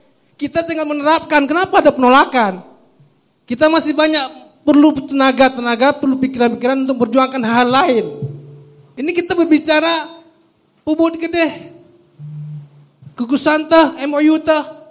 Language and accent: Indonesian; Aceh, Indonesia; Kita Aceh alhamdulillah diberi anugerah luar biasa